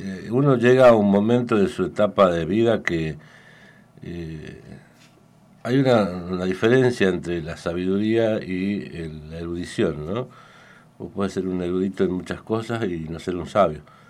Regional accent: Tucumán, Argentina; Sino porque mi lugar de nacimiento fue ahí a 5 cuadras de la casa de Tucumán, así que...

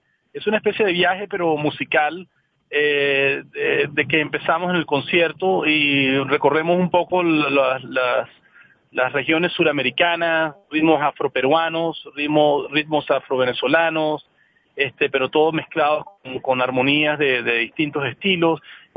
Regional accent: Venezuela; el proceso de formación empezó aquí en mi país. Aquí en Venezuela

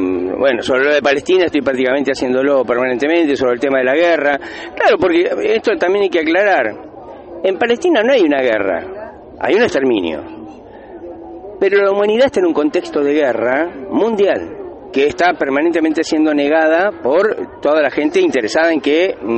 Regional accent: Moreno, Buenos Aires Province, Argentina; yo personalmente soy de Moreno

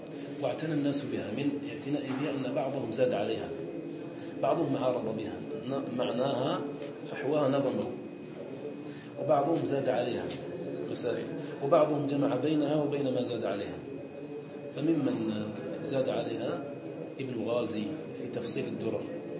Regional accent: Algeria; كان الناس عندنا في الجزائر

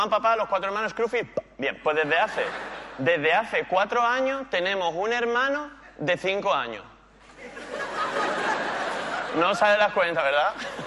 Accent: Málaga, Andalusia, Spain; yo soy de Málaga y no se sabe, ¿no?

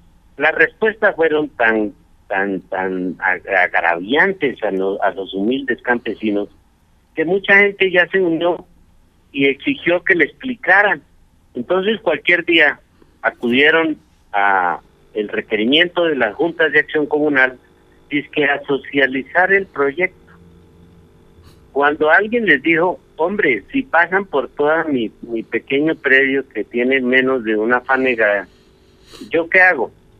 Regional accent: Colombia; de saber que somos ciudadanos colombianos y que así seamos pequeños propietarios

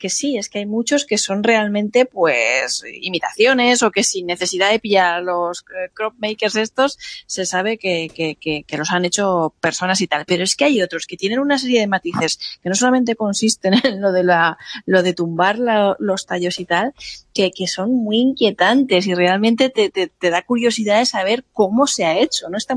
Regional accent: Alicante, Valencian Community, Spain

